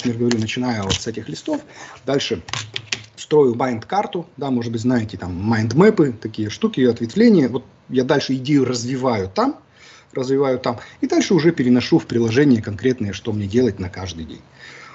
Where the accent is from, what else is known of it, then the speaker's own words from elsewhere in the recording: Siberia, Russia; now in Kaliningrad, Russia; я вырос в Сибири, там нет никаких мансард. Я когда приехал в Калининград, я первый раз здесь увидел мансарды